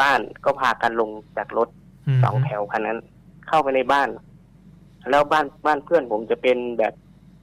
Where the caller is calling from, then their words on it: Udon Thani, Thailand; จังหวัดอุดรครับ